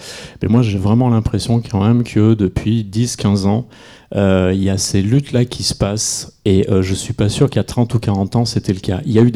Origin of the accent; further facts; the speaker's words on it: Cornas, Auvergne-Rhône-Alpes, France; parce que je viens de Cornas, un village qui est juste à côté de Saint-Péret.